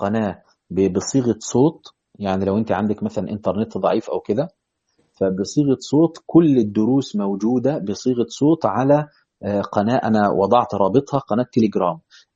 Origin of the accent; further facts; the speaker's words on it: Asyut, Asyut Governorate, Egypt; حلو، معنا صعيدي، انا كمان من اسيوط